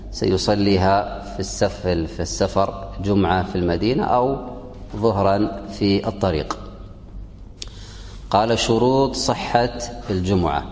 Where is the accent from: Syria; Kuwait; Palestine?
Kuwait; وهذا عندنا في الكويت لا يمكن في البلد